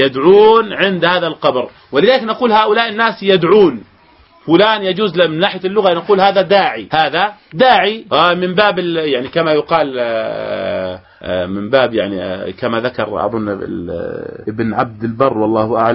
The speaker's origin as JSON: {"language": "Arabic", "country": "Jordan", "said": "عندنا في الأردن يقول ادعي لي يا شيخ،"}